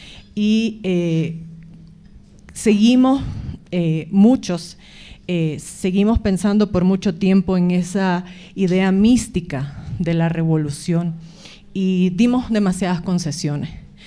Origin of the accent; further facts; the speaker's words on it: Nicaragua; now in La Paz, Bolivia; Soy nicaragüense, viviendo en La Paz desde hace algún tiempo